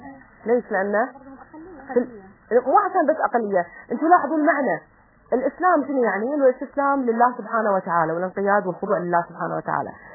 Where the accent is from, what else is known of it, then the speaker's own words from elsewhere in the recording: Kuwait; وأنا من الكويت، وإحنا بعيدين عن الأوطان، بعيدين عن الأهل، بعيدين عن أقربائنا.